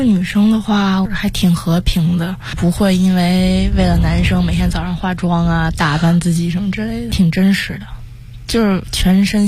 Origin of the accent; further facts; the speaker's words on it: Beijing, China; 不过我觉得最终可能还是会回到北京吧。我还是很喜欢北京的，从小生活在这里，也希望可以陪在爸妈身边。